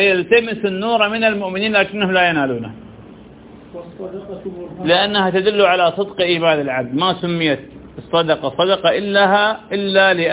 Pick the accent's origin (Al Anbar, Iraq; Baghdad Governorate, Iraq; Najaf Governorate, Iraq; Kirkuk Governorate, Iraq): Al Anbar, Iraq; Ramadi; من كبار علماء انه عندنا بالرمادي